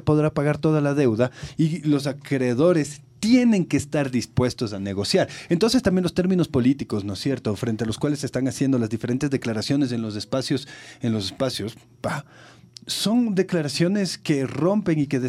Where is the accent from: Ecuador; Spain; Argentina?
Ecuador